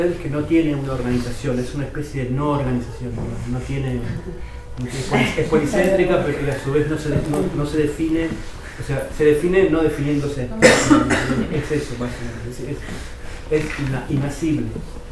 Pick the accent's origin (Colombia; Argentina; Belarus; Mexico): Argentina; Buenos Aires; soy de Buenos Aires, vivo en Buenos Aires, pero me toca viajar bastante.